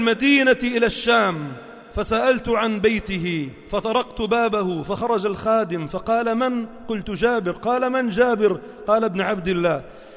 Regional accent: Palestine; now in Lebanon; أنا الأصل من فلسطين وأسكن في لبنان.

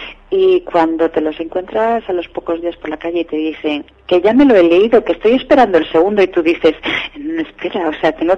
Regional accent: Seares, Asturias, Spain; born there; donde yo nací es una aldea muy chiquitita, o sea, no hay ni siquiera biblioteca. Es una aldea, bueno, como creo que nos van a oír desde Asturias, es una aldea, se llama Seares, pertenece al concejo de Castropol, y es, o sea, una aldea muy chiquitita.

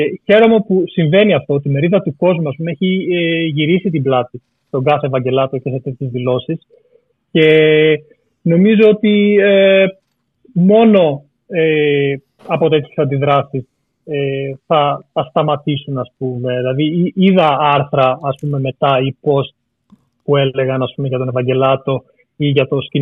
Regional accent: Greece; born or raised there

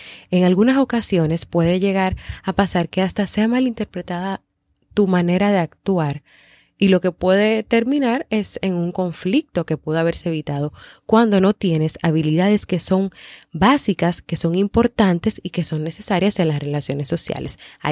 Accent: Dominican Republic; en varios países, como por ejemplo en mi país, República Dominicana

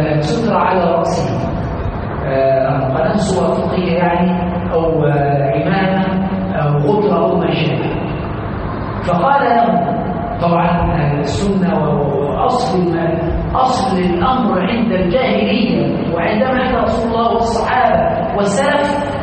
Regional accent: Aswan, Aswan Governorate, Egypt; وهذا عندنا في الصعيد في اسوان ومشاهد

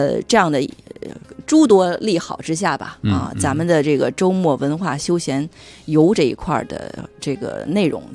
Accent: Beijing, China; 能在这个踏踏实实在北京啊好好看看我的家乡，

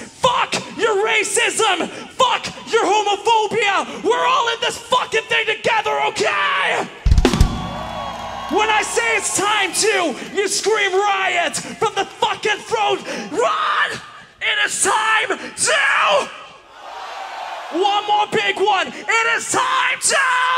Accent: Finland; from Finland, and we are four fucking guys from up north, but we came here to the UK to Bloodstock for the first time to play some metal

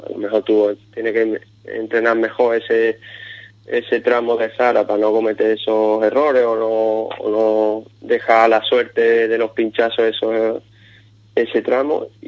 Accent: Ubrique, Andalusia, Spain; yo este año me he privado de correr la subida Ubrique, que es la subida de mi pueblo y que me encanta.

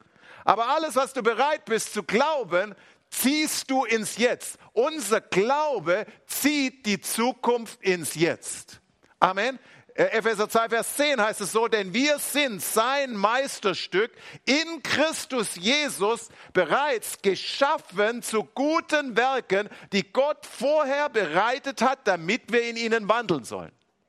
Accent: Swabia, Germany; als Schwabe muss man da aufpassen

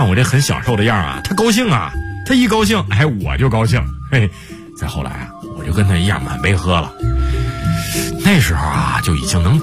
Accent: Shangluo, Shaanxi, China; 而且我老家是陕西商洛的。在我们村儿，家家会酿酒，人人能喝酒

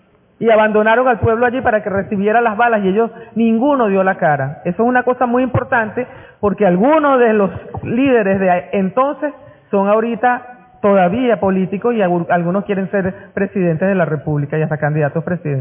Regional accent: Venezuela; nos pongamos la mano en el pecho como venezolanos y venezolanas y digamos que eso nunca más puede pasar en nuestro país

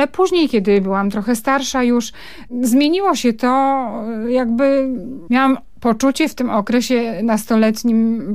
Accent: Rybnik, Silesian Voivodeship, Poland; born there; ta młoda para ruszyła do kompletnie nieznanego im miejsca na Górnym Śląsku, do Rybnika i tam ja przyszłam na świat w tym kompletnie nowym, podarowanym przez los i PRL domu.

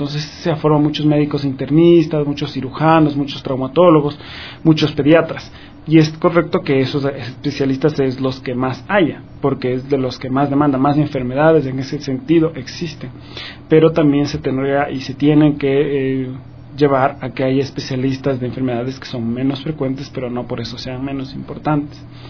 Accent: Ecuador; moved away as an adult; Yo cuando me fui de Ecuador, mi idea desde el momento que me fui hasta el día que pude volver era regresar a trabajar en el Ecuador y regresar a trabajar en mi hospital, en el Hospital Eugenio Espejo, que es donde me formé como médico general.

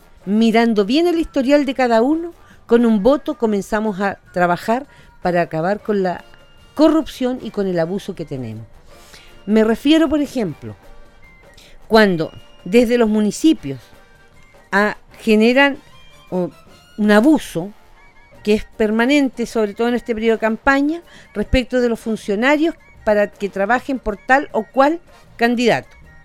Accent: Chile; Nosotros como chilenos fuimos capaces hace un par de años atrás

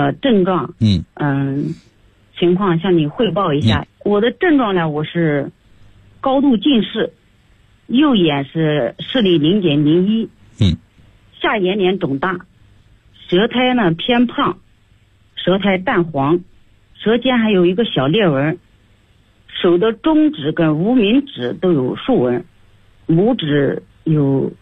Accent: Chaohu, Anhui, China; accent: Chaohu dialect; 我用这个巢湖的方言去讲啊，因为我是巢湖人

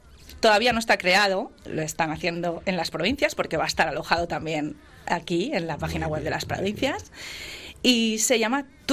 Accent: Valencian Community, Spain; y todas somos valencianas.

